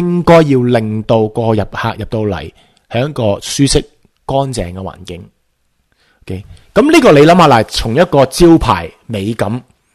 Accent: Hong Kong; 就算系我哋香港人都好啦，系咪就系觉得自己就真系咁醒咧？

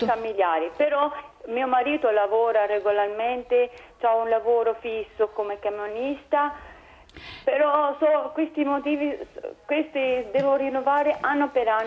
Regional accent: Albania; Italian is a second language; Sono albanese, sì.

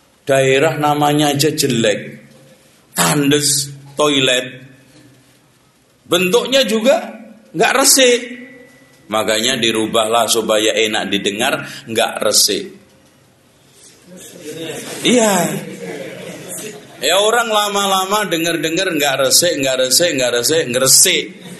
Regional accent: Java, Indonesia; kita orang Jawa selama ini lebih memitoskan, mendongengkan ala ketoprak dengan wayang daripada sejarah

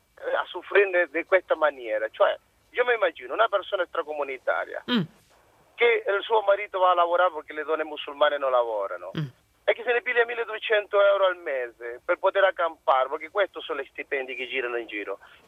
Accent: Chile; Italian is a second language; Dal Cile.

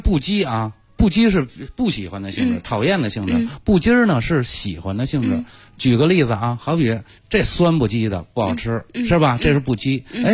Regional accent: Beijing, China; 就是我们北京人

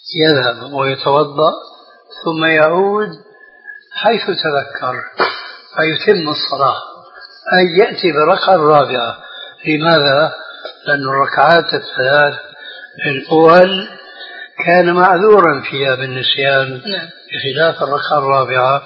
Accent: Syria; كما يقولون عندنا في سوريا

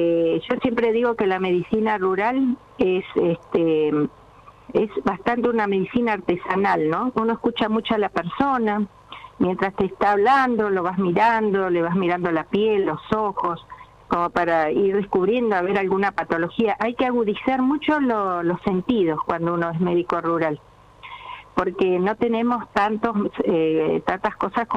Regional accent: Comodoro Rivadavia, Chubut, Argentina; also born or lived in Sarmiento / Córdoba; Yo nací en Sarmiento, a los 2 años me fui a Comodoro, ahí estuve en la escuela 150, kilómetro 8, después cursé en el María Auxiliadora y me fui a Córdoba a estudiar.

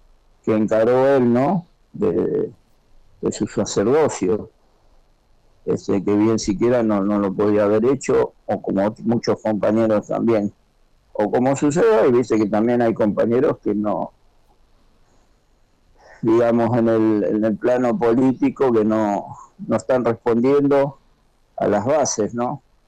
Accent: San Fernando, Buenos Aires Province, Argentina; Yo, como soy de San Fernando, mucho llegaba a él

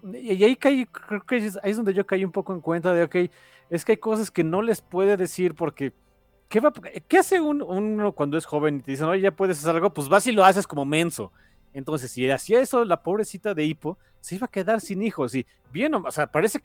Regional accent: Mexico; porque vivo en México y soy mexicano

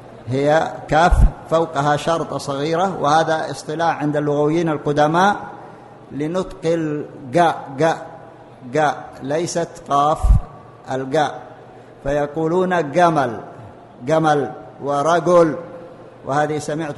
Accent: Saudi Arabia; المنتشر الآن في لغتنا في السعودية في لهجتنا في القاف في اللهجة المحلية غير الفصحى، نحن لا نتكلم بالقاف إلا في القرآن وفي الدروس والمحاضرات، لكن بقية كلامنا نقول قال يقول

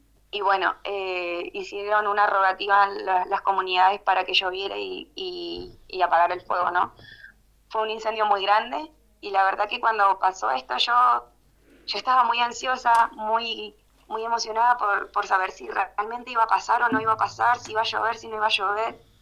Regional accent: El Bolsón, Río Negro, Argentina; also born or lived in Trelew / Lago Puelo; Bueno, yo nací en Trelew, soy originaria de Trelew, pero desde muy chiquitos nos fuimos al Bolsón y al Lago Puelo. Así que me he criado entre Bolsón y Lago Puelo, que eso es parte de Chubut y Río Negro.

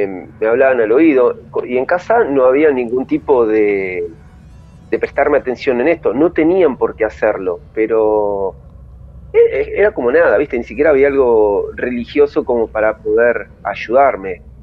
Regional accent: Lanús, Buenos Aires Province, Argentina; Yo vengo de Lanús Este

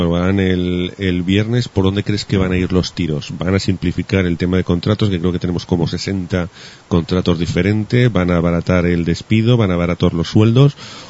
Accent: Spain; Y tal como somos los españoles, pues no sería el único caso, creo yo.

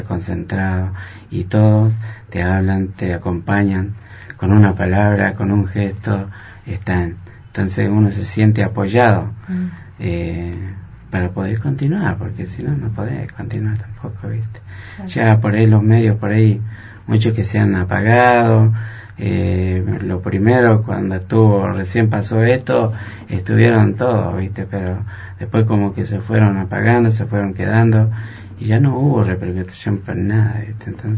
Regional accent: Jujuy, Argentina; now in Viedma, Argentina; me voy a ir a Jujuy, porque yo soy nativo de Jujuy.

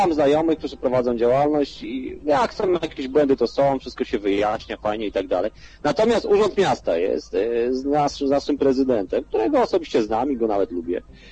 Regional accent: Legionowo, Masovian Voivodeship, Poland; ja jestem z Legionowa, o czym wiecie, tu prowadzę działalność

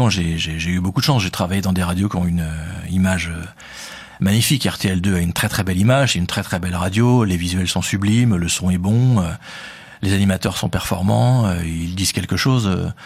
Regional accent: Paris, Île-de-France, France; accent: Parisian; moi j'ai un accent un peu parisien, je parle un peu vite.

